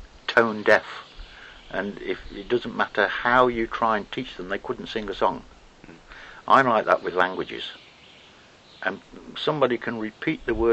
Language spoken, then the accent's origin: English; Stafford, West Midlands, United Kingdom; So I was born and lived in Stafford. Mm. It is really a small county town compared with most counties.